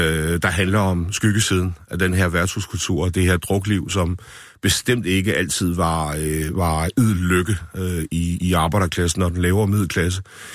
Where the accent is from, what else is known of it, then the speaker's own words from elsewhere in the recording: Esbjerg, Region of Southern Denmark, Denmark; Nu havde jeg gået på værtshus, siden jeg var 14 år i Esbjerg, hvor jeg kommer fra.